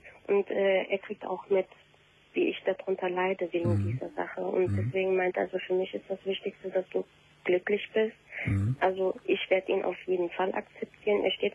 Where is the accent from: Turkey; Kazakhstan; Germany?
Turkey; Ich bin Türkin, genau.